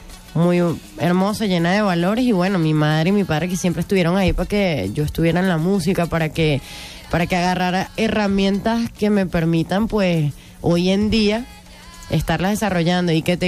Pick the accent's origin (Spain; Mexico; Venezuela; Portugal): Venezuela; Caracas, Capital District; yo soy caraqueñita, pues.